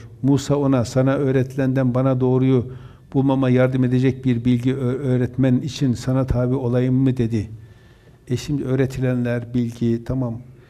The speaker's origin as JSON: {"language": "Turkish", "region": "Erzurum", "country": "Turkey", "tie": "born or raised there", "said": "Erzurum'da doğdum, büyüdüm. Dindar bir çevre, değil mi? Annem Müslüman, babam Müslüman."}